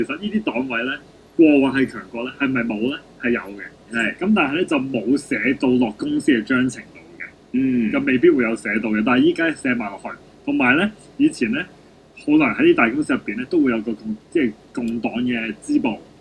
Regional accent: China; 其实呢个咧就系我哋中国人好伟大嘅传统。

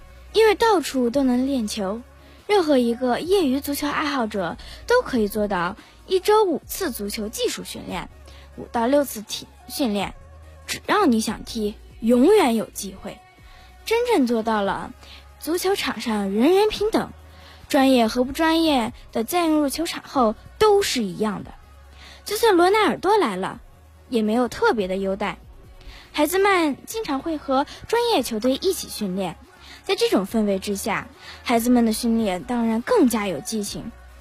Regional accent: Beijing, China; 我是来自北京市丰台区丰台第五小学科峰小区五年级足球队的一名球员。

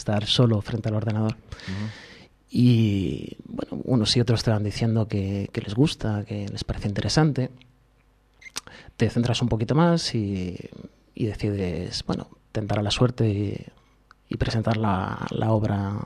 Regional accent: Leganés, Community of Madrid, Spain; Yo soy de Leganés.

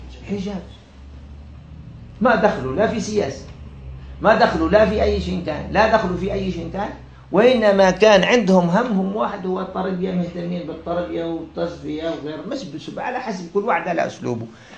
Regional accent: Algeria; أنا عشت في الفترة بداية كما يسموها عندنا في الجزائر بداية العودة إلى التمسك بالدين في المجتمع الجزائري

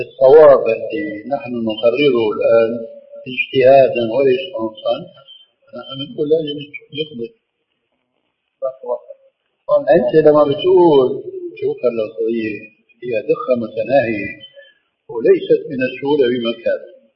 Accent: Damascus Governorate, Syria; كما يقولون عندنا في الشام أنا بتذكر شيء عندنا مسجد كبير مسجد بني أمية

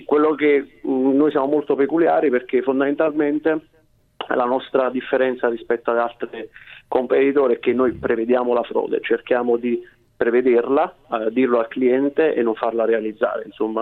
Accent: Ariano Irpino, Campania, Italy; Sì, Ariano Irpino, provincia di Avellino.

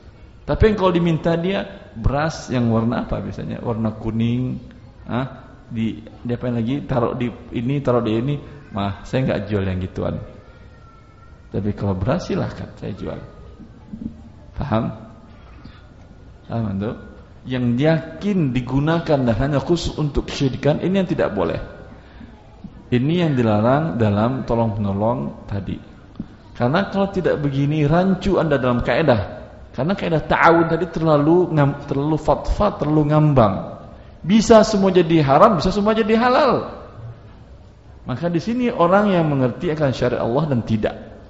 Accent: Padang, West Sumatra, Indonesia; Saya orang Padang.

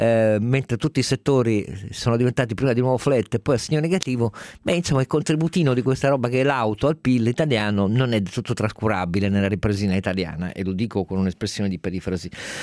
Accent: Turin, Piedmont, Italy; vengo da Mirafiori

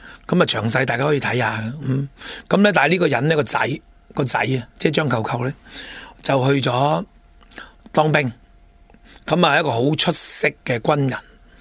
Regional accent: Hong Kong; 唔让我哋香港人，但系其他方面咧。

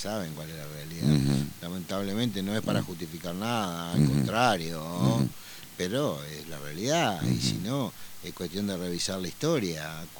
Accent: Concordia, Entre Ríos, Argentina; soy de Concordia, intendente de la segunda ciudad más importante de la provincia de Entre Ríos.

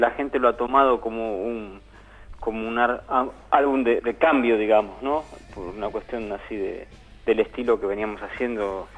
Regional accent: Buenos Aires Province, Argentina; yo soy de Zona Oeste.

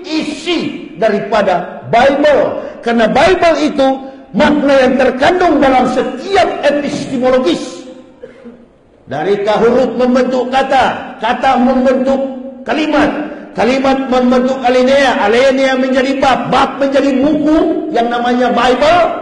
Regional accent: Manado, North Sulawesi, Indonesia; Jadi susah, apalagi saya orang Manado.

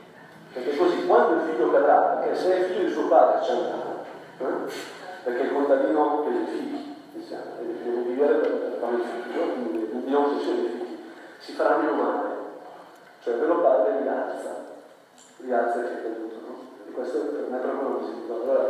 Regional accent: Lombardy, Italy; sono brianzolo

